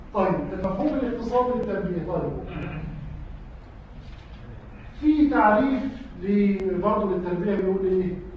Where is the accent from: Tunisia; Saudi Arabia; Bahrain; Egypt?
Egypt; هديك مثال يا اخي عندنا في مصر الان صيغه بيعملوها منيله.